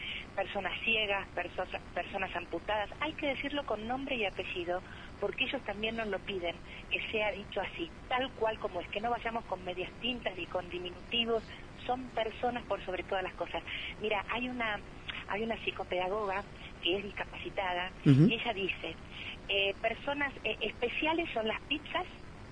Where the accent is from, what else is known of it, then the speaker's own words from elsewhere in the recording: Argentina; Somos argentinos. No pertenecemos a ningún espacio político, somos argentinos.